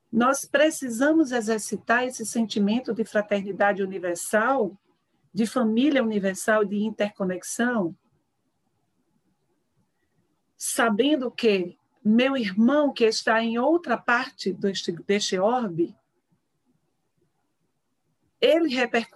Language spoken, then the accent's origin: Portuguese; Recife, Pernambuco, Brazil; Mas este amor pelo regional, pela cidade onde nasci, pela cultura de onde advim.